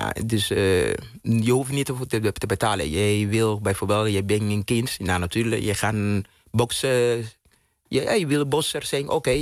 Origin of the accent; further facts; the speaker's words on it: Cuba; Dutch is a second language; now in Netherlands; Bijvoorbeeld mijn kindertijd in Cuba.